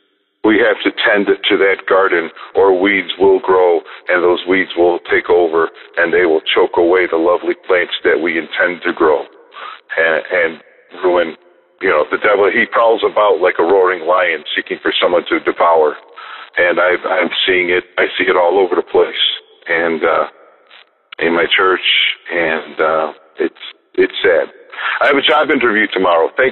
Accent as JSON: {"language": "English", "town": "Chicago", "region": "Illinois", "country": "United States", "said": "I am from the Chicagoland area."}